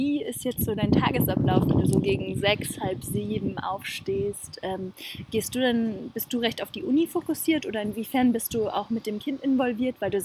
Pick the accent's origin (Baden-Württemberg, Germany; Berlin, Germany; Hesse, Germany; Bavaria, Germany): Berlin, Germany; Gut, ich komme jetzt aus Berlin